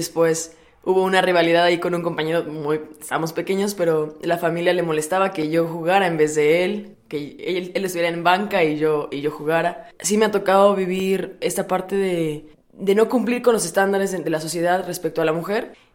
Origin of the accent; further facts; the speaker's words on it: Puebla, Mexico; soy de Puebla y tengo 23 años.